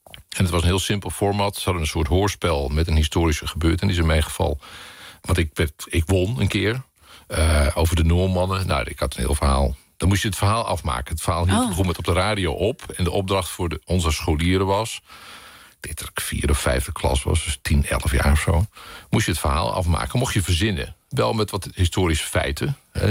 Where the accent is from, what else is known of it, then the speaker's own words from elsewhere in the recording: Joure, Friesland, Netherlands; mijn geboortedorp, ook Joude, waar ik opgegroeid ben.